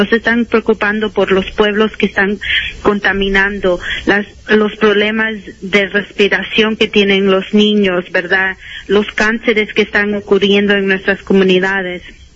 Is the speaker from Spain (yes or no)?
no; Chicago, Illinois, United States; now in Washington, United States; Yo me crié en Chicago en una comunidad, ¿verdad?, muy bella, pero también con bastante contaminación porque es una comunidad mexicana inmigrante